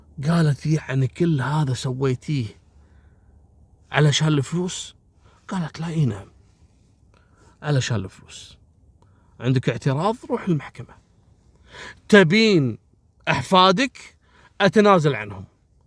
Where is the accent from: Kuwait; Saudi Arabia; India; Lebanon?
Kuwait; أصلا عندنا في الكويت هنا ما تشوفون موضوع سحب الجناسي والمزورين